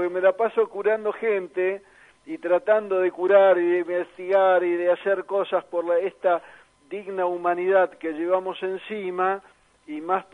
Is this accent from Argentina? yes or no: yes; Argentina; vamos a involucrarnos un poco más como argentinos